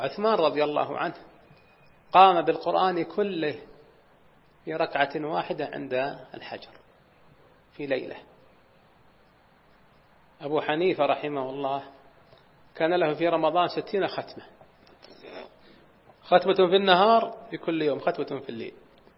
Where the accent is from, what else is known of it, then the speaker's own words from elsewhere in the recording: Najd, Saudi Arabia; وكان العوائد عندنا في نجد